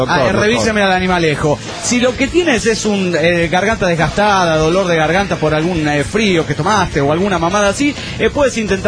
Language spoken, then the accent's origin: Spanish; Colombia; En fin, como buen colombiano, habla mucha mierda, ¿eh? Porque es mentira que aquí se habla el mejor español del mundo.